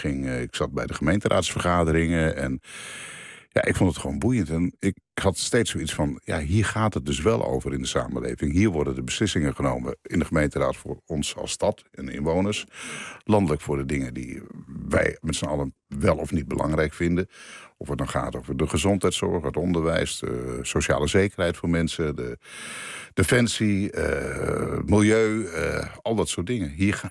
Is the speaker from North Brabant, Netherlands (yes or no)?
no; Alkmaar, North Holland, Netherlands; also born or lived in Veenendaal; Mijn ouders komen uit Groningen, Friesland. Mijn vader was gemeenteambtenaar en ik ben geboren, dus verhuisd om zoveel tijd. Ik ben geboren in Veenendaal, maar helemaal opgegroeid in Alkmaar.